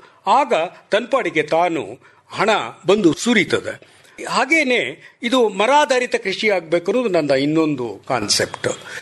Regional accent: Jayachamarajapura, Karnataka, India; ನನ್ನ ಊರು ಜಯಚಾಮರಾಜಪುರ, ಚಿಕ್ಕನಾಯಕನಹಳ್ಳಿ ತಾಲೂಕು, ತುಮಕೂರು ಜಿಲ್ಲೆ. ನಾನು ಮೂಲತಃ ಒಬ್ಬ ಪ್ರೊಫೆಸರು, ಪ್ರಿನ್ಸಿಪಲಾಗಿ ರಿಟೈರ್ ಆಗಿದ್ದೇನೆ. ಈಗ ಅಲ್ಲೇ ಹಳ್ಳಿನಲ್ಲೇ ಇದ್ದೇನೆ ವಾಸ.

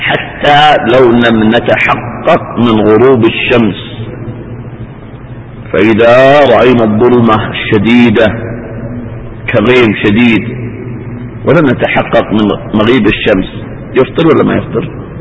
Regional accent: Eastern Province, Saudi Arabia; تجد من بعض الناس عجيبة في منطقة عندنا في الشرقية

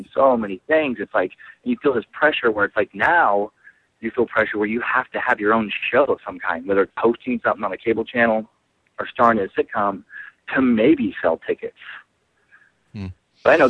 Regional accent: Idaho, United States; now in California, United States; I'm from Idaho, actually. I'm a Northwest guy, and I started doing comedy in Washington State. And, so I'm a Northwest transplant to California.

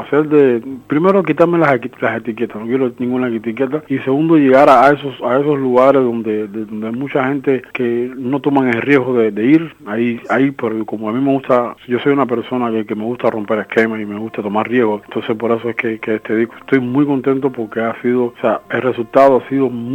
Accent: Cuba; la gente piense que soy un cubano que está intentando hacer música africana, nada de eso, sino que está resaltando en este disco la presencia de mis raíces

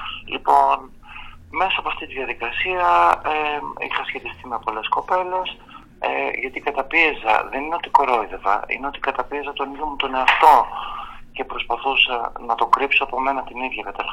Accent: Ioannina, Epirus, Greece; Εγώ γεννήθηκα στην επαρχία, στα Γιάννενα, και μεγάλωσα σε ένα περιβάλλον, ας το πούμε, πατριαρχικό, σχετικά ομοφοβικό και τρανσφοβικό

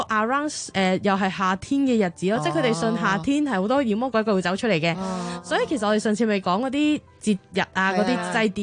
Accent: Japan; Cantonese is a second language; 因為我哋日本人好興傾偈噶嘛

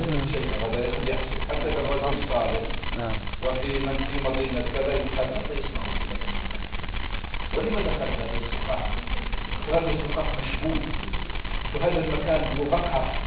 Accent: Egypt; أنا واحد مصري

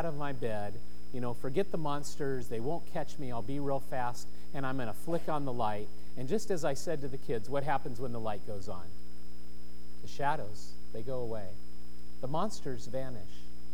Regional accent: California, United States; Now, we grew up in Southern California, and so we had street lights, and so shadows cast in the room.

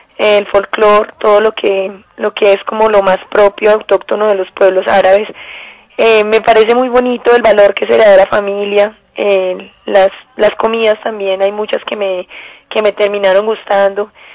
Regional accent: Colombia; es un mundo completamente, pues, completamente nuevo para uno como colombiana

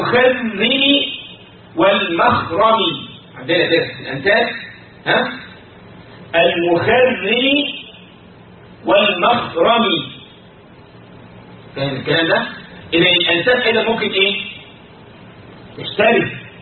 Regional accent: Egypt; عندنا في مصر يقول بيدلعه

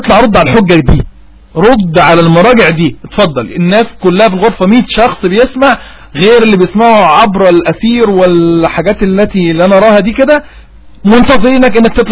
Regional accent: Upper Egypt, Egypt; أنا صعيدي والصعيدي ودماغي صارمة

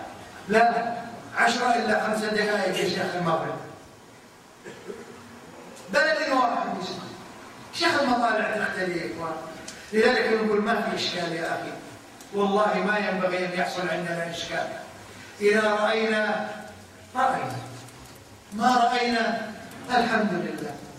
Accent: Kuwait; احنا عندنا في الكويت لا يروح عند البحر

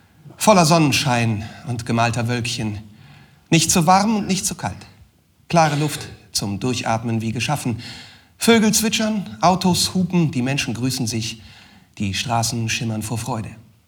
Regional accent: Turkey; Ja klar, ich bin Türke.

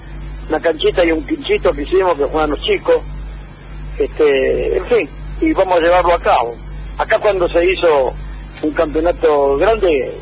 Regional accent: Buenos Aires, Argentina; now in Capilla del Monte, Argentina; de Capilla del Monte. Criado en mataderos y ahora afincado hace 56 años en Capilla del Monte

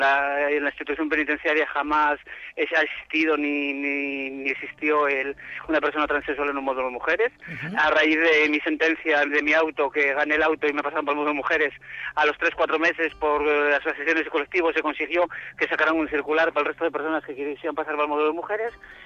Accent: Gijón, Asturias, Spain; y como soy de Gijón de Asturias.

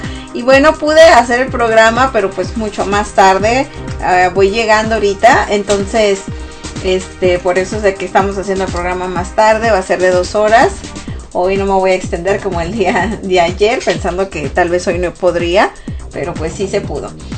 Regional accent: northern Mexico, Mexico; que también está haciendo frío en el norte de México, de donde soy yo.

